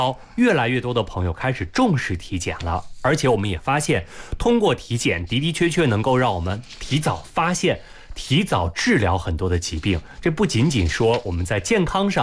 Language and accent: Chinese; China